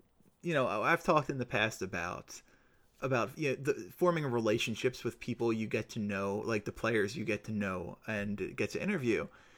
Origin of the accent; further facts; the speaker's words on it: Sacramento, California, United States; born there; now in Philadelphia, United States; No. I was born in Sacramento.